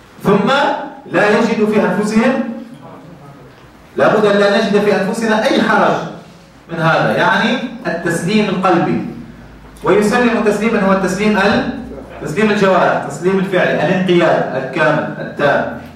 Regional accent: Tunisia; خاصة في بلدنا تونس

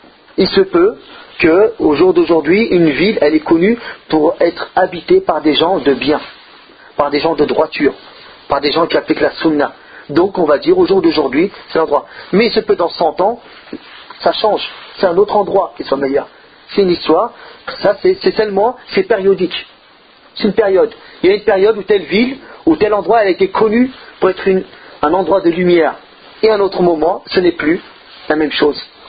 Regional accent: Marseille, Provence-Alpes-Côte d'Azur, France; On pense que les gens de Marseille sont les meilleurs, parce que je suis Marseillais.

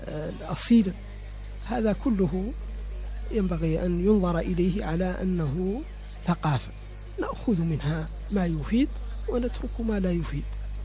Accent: Mauritania; أنا ولست فرنسيا ولست أمريكيا ولست خليجيا ولست جزائريا ولا سنغاليا، أنا موريتاني، أمثل نفسي وأمثل بلدي

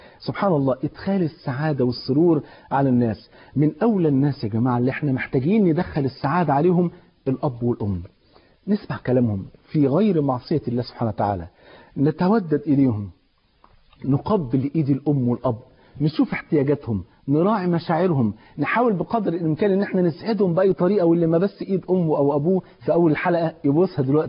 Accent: Egypt; عندنا في مصر

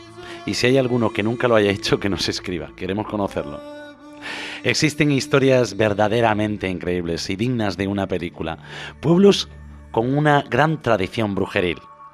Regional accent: Galicia, Spain; San Juan a lo largo de los siglos aquí en Galicia. Porque cuando hablamos de brujería, no podemos olvidarnos de mi tierra natal, de esa tierra de la que tanto presumo, como estoy haciendo esta noche, y de la que me siento tan orgulloso.

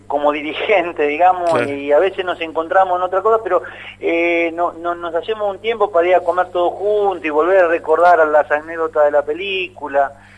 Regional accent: Posadas, Misiones, Argentina; born there; now in Buenos Aires, Argentina; Eso fue allá en Posada, en donde yo nací, claro. Y en el barrio donde nací, que era Villa Sarita, a la vuelta de la cancha de Guaraní Antonio Franco

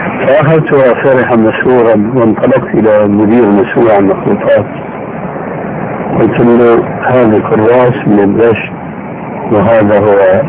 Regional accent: Syria; وكما يقولون عندنا في الشام بلا طول سيرة

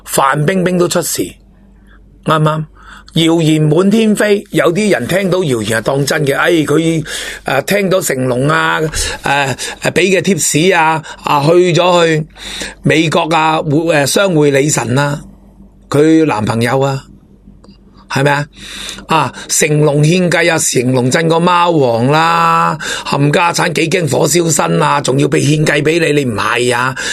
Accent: Hong Kong; 我希望我哋都能够做到一个高质素嘅香港人

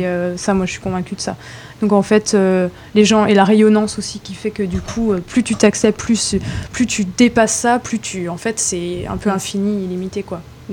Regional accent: France; On a une culture française riche. Je suis française.

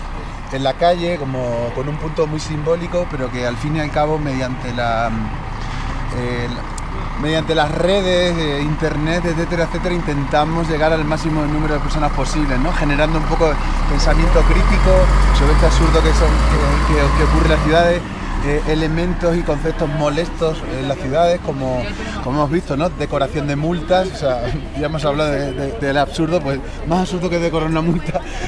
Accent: Badajoz, Extremadura, Spain; born there; Sí, Badajoz.

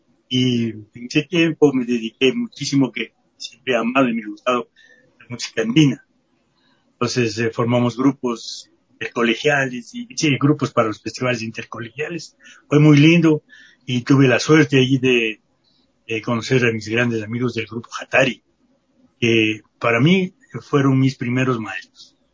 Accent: Ecuador; yo soy un músico ecuatoriano

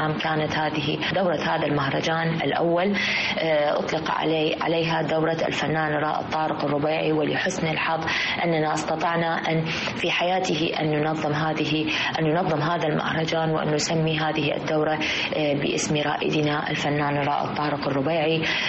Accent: Iraq; في بلدنا العراق.

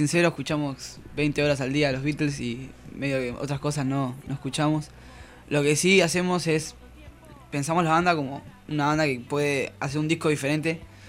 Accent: La Plata, Buenos Aires Province, Argentina; Somos todos de La Plata, sí.

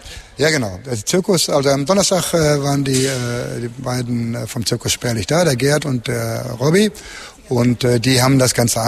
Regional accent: Unna, North Rhine-Westphalia, Germany; Wir kommen aus Unna.

